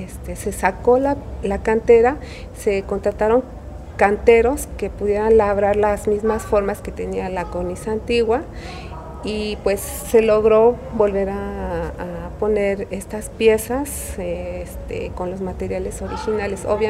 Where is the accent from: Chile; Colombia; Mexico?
Mexico; Xochimilco, Mexico City; yo soy oriunda de Xochimilco.